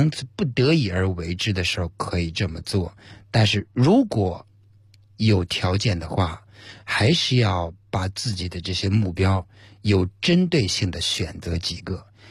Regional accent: China

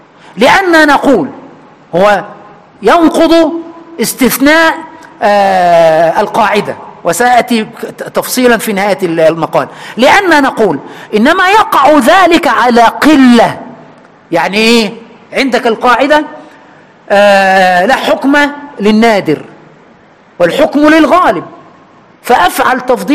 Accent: Egypt; عندنا في مصر

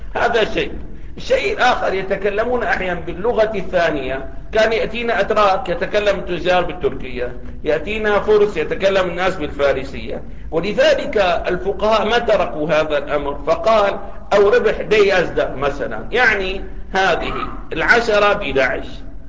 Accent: Syria

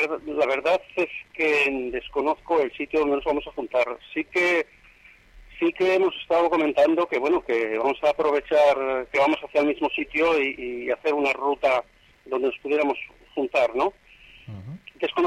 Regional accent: Valladolid, Castile and León, Spain; Sí, soy de aquí de Valladolid.

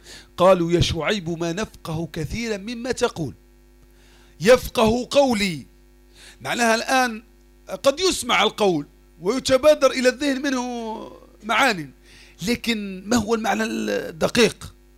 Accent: Algeria; وموجودة حتى عندنا في الجزائر احدى الطائرات اللي طاحت هذيك كاين واحد حي

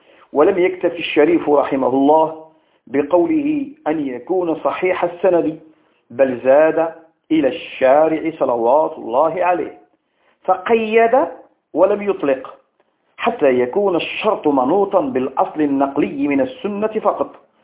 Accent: Morocco; عندنا بالمغرب الحبيب حفظه الله من كيد الكائدين ومكر الماكرين

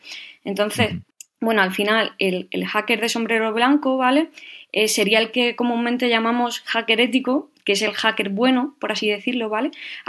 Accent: Cádiz, Andalusia, Spain; born there; now in Madrid, Spain; tengo 31 años y nací en Cádiz. Creo que se puede notar un poco por el acento. Aunque, bueno, por motivos laborales vivo en Madrid.

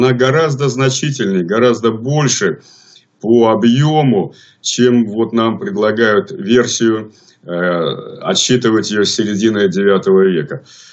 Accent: Saint Petersburg, Russia; born there; но бабушка с дедушкой у меня из Витебской области. Сам я родился в Ленинграде.

